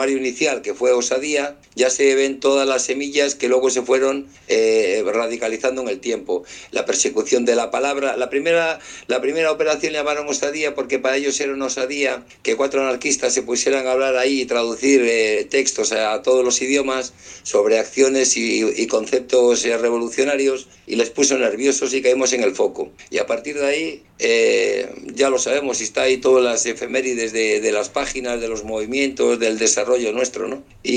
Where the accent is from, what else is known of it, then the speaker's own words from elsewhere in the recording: Spain; yo soy ciudadano español